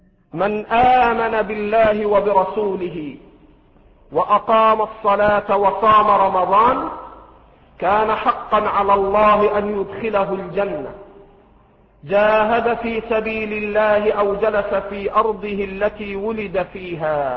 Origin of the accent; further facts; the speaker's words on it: Egypt; الفرات الذي في العراق والنيل الذي عندنا في مصر